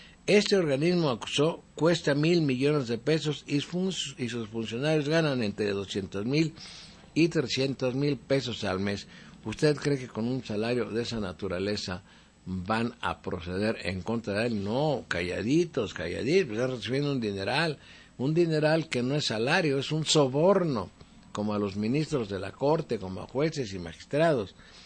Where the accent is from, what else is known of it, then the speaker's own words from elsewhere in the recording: Mexico; Los únicos que podemos cambiar este país somos los mexicanos